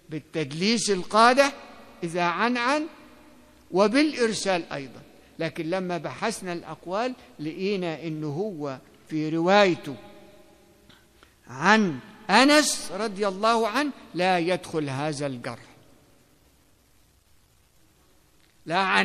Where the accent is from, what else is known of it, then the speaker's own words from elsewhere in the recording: Egypt; مش عشان هو مصري وأنا مصري